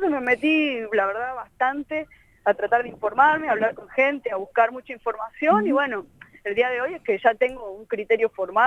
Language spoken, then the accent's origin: Spanish; Tucumán, Argentina; Yo estaba en Tucumán, yo soy tucumana, y había ido, bueno, a tocar y de paso iba a visitar a la gente de mis pagos.